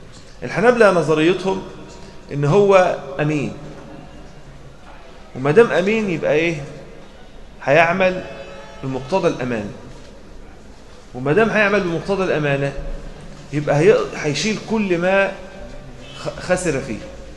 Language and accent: Arabic; Egypt; فاحنا كمصريين اخلاقنا كريمه شويه، وايديهم ايدينا يعني بحبحه شويه